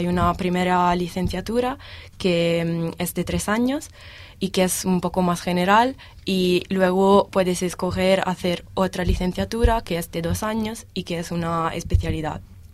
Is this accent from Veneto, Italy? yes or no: no; Cortona, Tuscany, Italy; Spanish is a second language; Vengo de Italia, vivo en Toscana, en un pueblo que se llama Cortona, en provincia de Arezzo.